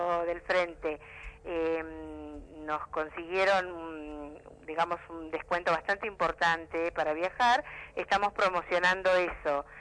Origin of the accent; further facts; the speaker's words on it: Uruguay; now in Buenos Aires, Argentina; nosotros somos uruguayos que pertenecemos al Frente Amplio y nos reunimos acá en Buenos Aires